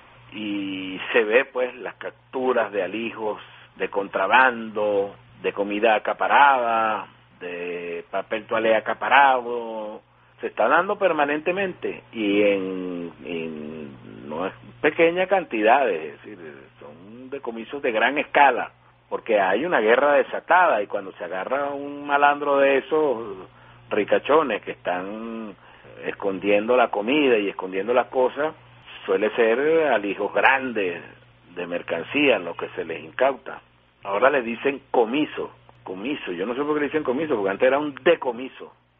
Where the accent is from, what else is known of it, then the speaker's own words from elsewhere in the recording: Venezuela; pues se emociona mucho como venezolano.